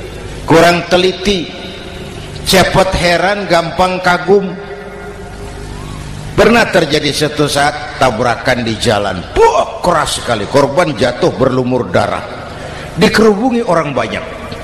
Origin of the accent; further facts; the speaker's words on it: Jakarta, Indonesia; born there; Bahwa saya lahir di Jakarta, itu sih kebetulan.